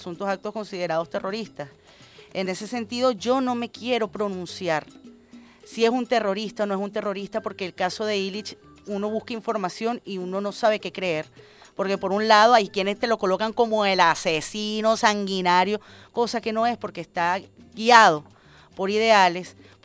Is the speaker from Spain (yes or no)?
no; Venezuela; Como venezolana